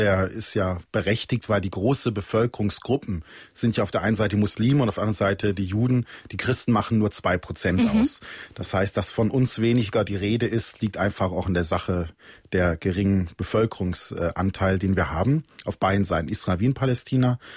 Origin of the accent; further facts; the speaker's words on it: Germany; wo ich immer schmunzeln muss, weil ich bin Deutscher, aber für diese Leute sind eben alle Ordensleute wohl Italiener.